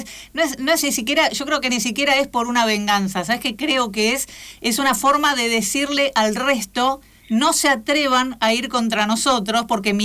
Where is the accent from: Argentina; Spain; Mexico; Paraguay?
Argentina; a mí me da mucha vergüenza como argentina.